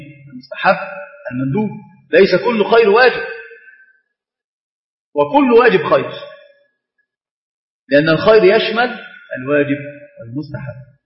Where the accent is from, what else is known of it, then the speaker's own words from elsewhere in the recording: Egypt; حتى تجد المسألة عندنا في مصر في كثير من العادات والتقاليد المخالفة لأمور الشرع